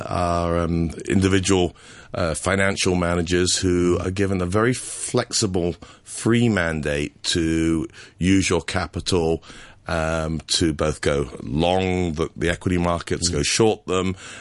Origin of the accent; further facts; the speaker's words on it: Hong Kong; moved away; growing up in Hong Kong, you learn how to study